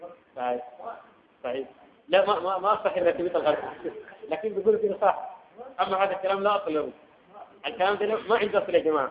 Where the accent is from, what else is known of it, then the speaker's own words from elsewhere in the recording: Sudan; لكن تخفيفها بيوم معين كما عندنا في السودان